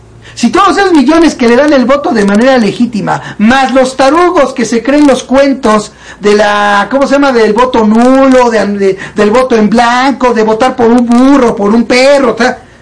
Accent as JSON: {"language": "Spanish", "country": "Mexico", "said": "en el caso mexicano, que es en el que más me centro yo, porque soy mexicano y estoy aquí y me doy más cuenta de lo que pasa aquí que afuera"}